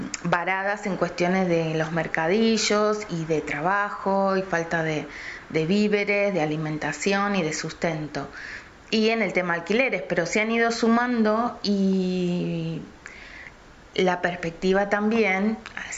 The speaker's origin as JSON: {"language": "Spanish", "country": "Argentina", "said": "Esto lo hablo por como argentina"}